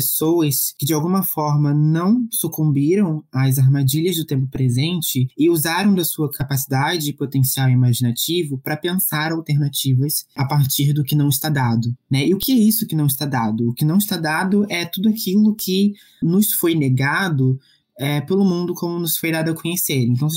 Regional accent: Rio de Janeiro, Brazil; eu sou do Rio, eu sou artista, tradutor, pesquisador, educador, eu escrevo também.

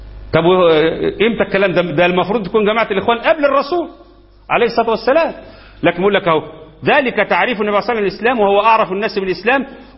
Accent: Egypt; اللي بيمزق الأمة عندنا في مصر ويقتل الناس

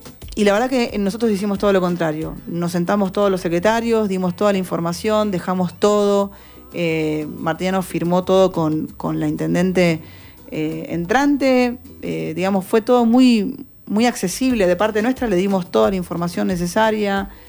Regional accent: Quilmes, Buenos Aires Province, Argentina; nacida en Quilmes, nací en La Modelo.

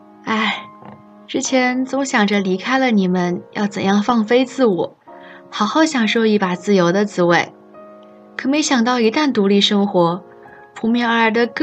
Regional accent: Hainan, China; now in Nanjing, China; 而我作为一个在祖国最南端的小岛上土生土长的海南娃，对于南京又湿又冷的冬天其实是拒绝的。

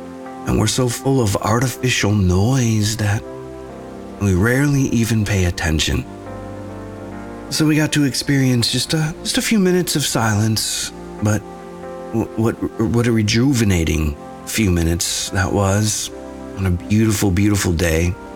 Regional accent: Nashville, Tennessee, United States; Kind of like … from Nashville. I'm a Nashvillian.

